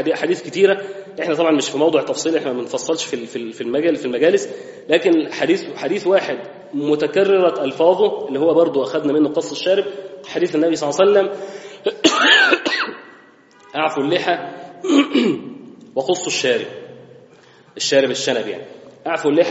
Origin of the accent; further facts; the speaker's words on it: Egypt; الختان احنا عندنا في مصر بنسميه تسمية حلوة الطهارة